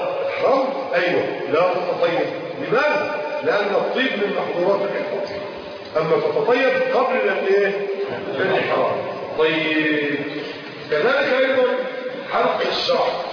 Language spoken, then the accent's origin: Arabic; Egypt; اللي احنا بنسميه مصري الزعبوط